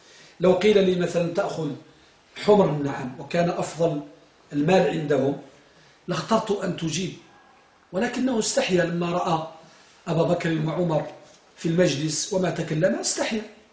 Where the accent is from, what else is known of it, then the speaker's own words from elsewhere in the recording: Morocco; أنتم ترون الآن عندنا بالمغرب